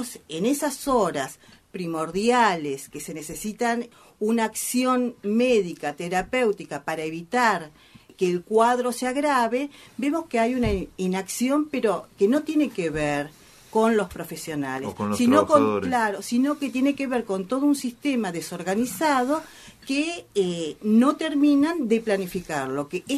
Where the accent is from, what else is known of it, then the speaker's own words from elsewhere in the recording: Buenos Aires, Argentina; Nosotros que somos de Caballito